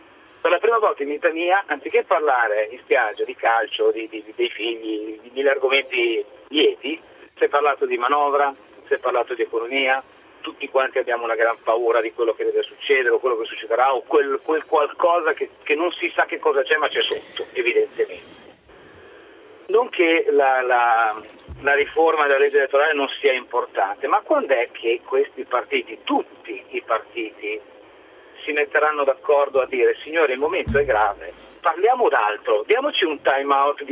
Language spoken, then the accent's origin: Italian; Milan, Lombardy, Italy; Sono di Milano ma chiamo dalla bella Vieste.